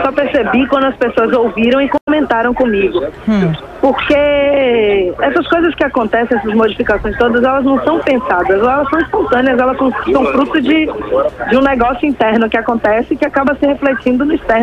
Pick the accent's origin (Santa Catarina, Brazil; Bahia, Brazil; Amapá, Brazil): Bahia, Brazil; Salvador; inclusive em Salvador, que é a minha terra, que eu, porra, faço questão.